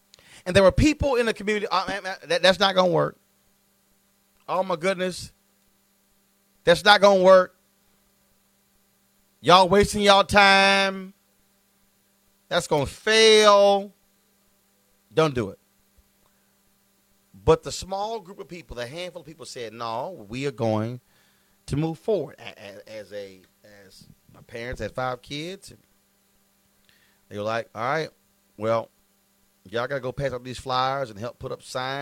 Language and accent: English; Houston, Texas, United States; I grew up in Clinton Park, Texas. I grew up in the Clinton Park neighborhood in Houston, Texas. My grandparents moved there when they migrated from Opelousas, Louisiana.